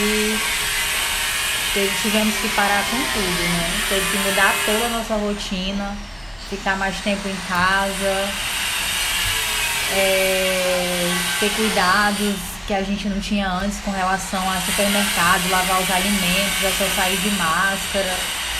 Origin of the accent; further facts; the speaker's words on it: Rio Branco, Acre, Brazil; tenho 28 anos, tenho uma filha, sou de Rio Branco, Acre, moro com meu esposo e minha filha